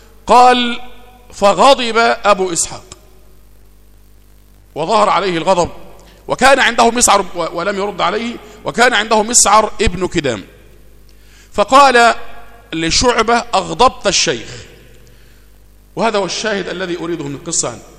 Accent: Egypt; اللي احنا بنسميها عندنا في مصر هنا أمن الدولة

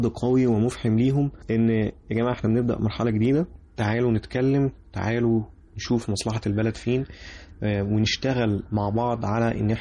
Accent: Egypt; فكرة ان احنا كمصريين قاعدين مع بعض بنحاول نحل مشاكل البلد دي

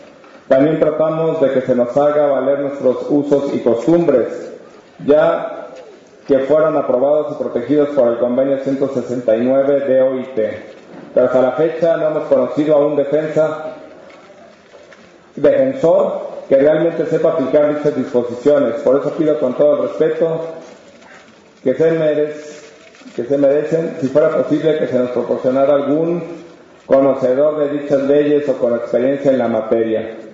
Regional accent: San Pedro Tlanisco, State of Mexico, Mexico; soy originario de San Pedro Tlanisco, Estado de México, pueblo indígena náhuatl. Me encuentro recluido en la cárcel de Santiaguito, Almoloya de Juárez

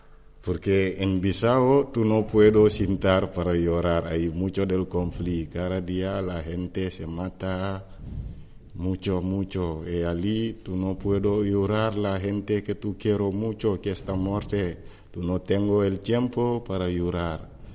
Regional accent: Guinea-Bissau; Spanish is a second language; Guinea-Bissau de origina, pero yo viví en Jigen Shore.

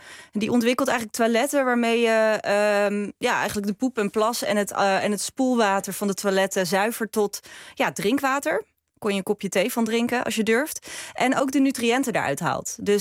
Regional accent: Groningen, Netherlands; Ik ben Groningse

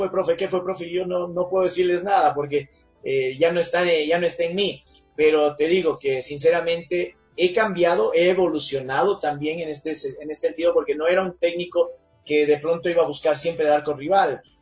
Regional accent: Ecuador; si es que uno, como ecuatoriano, dice, y bueno, che, ya se agrandó este

